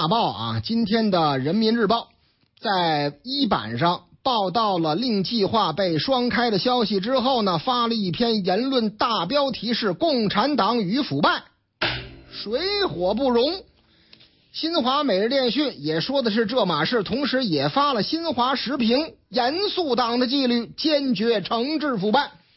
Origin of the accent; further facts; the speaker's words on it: Shijiazhuang, Hebei, China; 打上我老家的主意了，石家庄吗？